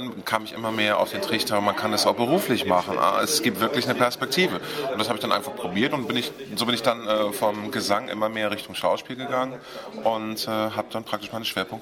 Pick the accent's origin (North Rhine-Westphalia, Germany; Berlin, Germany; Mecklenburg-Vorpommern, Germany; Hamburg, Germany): Hamburg, Germany; Also hamburgischer geht's gar nicht mehr. Ich bin Hamburger, in Hamburg geboren, meine Eltern sind Hamburger, meine Großeltern, also sowohl mütterlicher als auch väterlicherseits, alles Hamburger Originale.